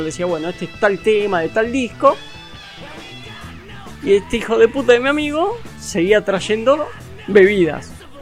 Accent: Argentina; soy de Argentina, firmame el autógrafo

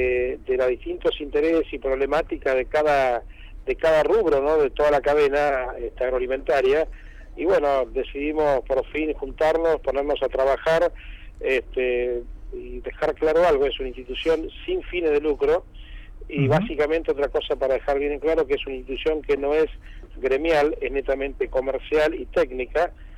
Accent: Argentina; más me gustaría hablarle como argentino

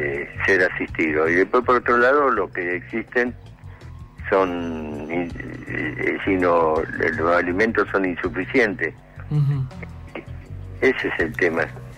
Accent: Buenos Aires, Argentina; Yo soy de la zona donde la Villa 20, de Lugano, de Soldati, Lugano, Bajo Flores.

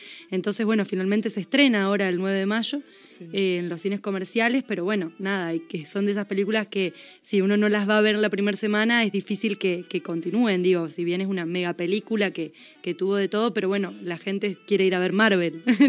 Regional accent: Plaza Huincul, Neuquén, Argentina; now in Mendoza, Argentina; 35. Me crié en Plaza Huincul, que es un pueblo de Neuquén.

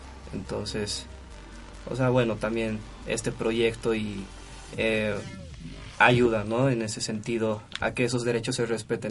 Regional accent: Bolivia; now in Mexico; yo, por ejemplo, que no soy de México, yo soy boliviano.

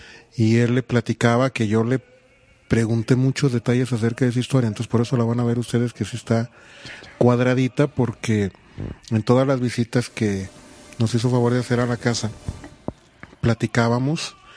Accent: Mexico; esa parte maravillosa que tenemos como mexicanos

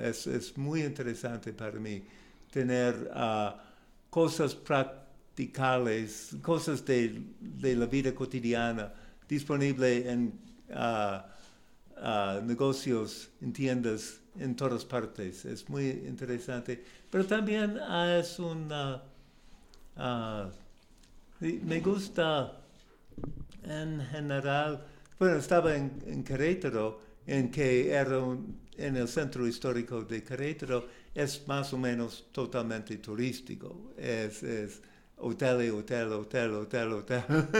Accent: United States; Spanish is a second language; now in Mexico; nunca he entendido, siendo un estadounidense, la práctica en México de tener muchas tiendas de la misma negocio cerca de uno a otro

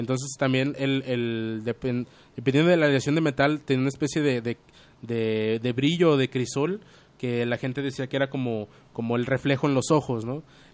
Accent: Guadalajara, Jalisco, Mexico; coloquialmente en esta región se nos conoce como tapatíos

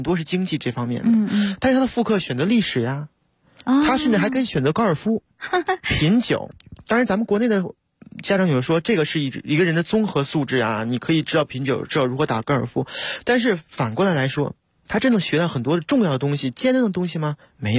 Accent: China; 因为我是中国人嘛

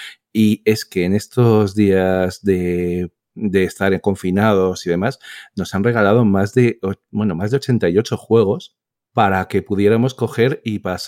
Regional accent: Madrid, Community of Madrid, Spain; como la mayoría saben, soy de Madrid

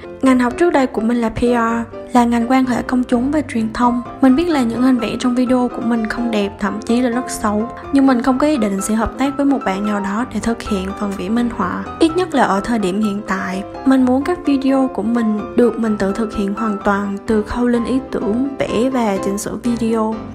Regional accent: Kon Tum, Vietnam; Mình sinh ra và lớn lên ở Kon Tum.

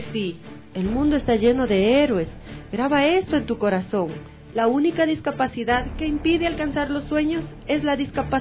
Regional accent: Azogues, Cañar, Ecuador; aquí para conversar de la ciudad de Azogues, mi ciudad natal.

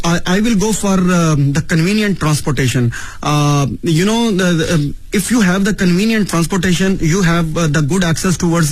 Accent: Pakistan; English is a second language; now in China; heard that I'm from Pakistan, I'm a Pakistani citizen.

